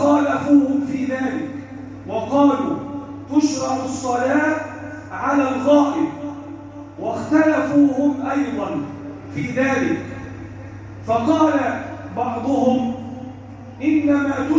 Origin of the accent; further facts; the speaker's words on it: Egypt; اللهم احفظ بلدنا مصر وسائر بلاد المسلمين،